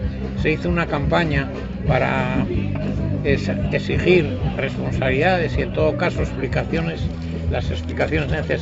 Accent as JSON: {"language": "Spanish", "town": "Valladolid", "region": "Castile and León", "country": "Spain", "said": "con Miguel Miwi venimos desde Valladolid, de la Asamblea Anticarcelaria"}